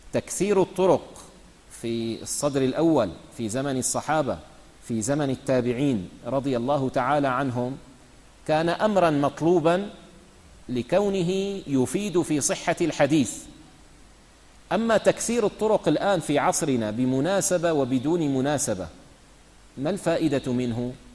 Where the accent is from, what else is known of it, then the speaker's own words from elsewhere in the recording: Syria; يعني مثلا عندنا في الشام